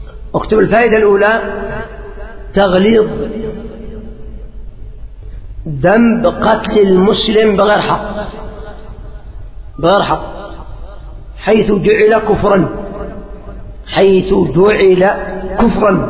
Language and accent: Arabic; Yemen; خصوصا عندنا في اليمن